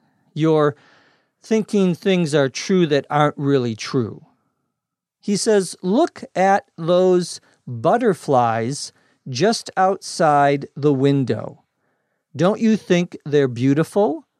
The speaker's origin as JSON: {"language": "English", "region": "Minnesota", "country": "United States", "tie": "born or raised there", "said": "I remember growing up in Minnesota, when we would go up away from the city, you could always hear in the summertime crickets at night"}